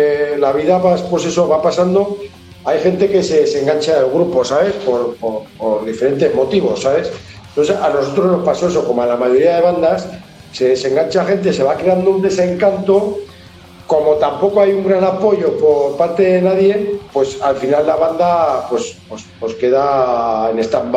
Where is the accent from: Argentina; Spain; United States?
Spain; Catalonia; mi pueblo está relativamente cerca de Barcelona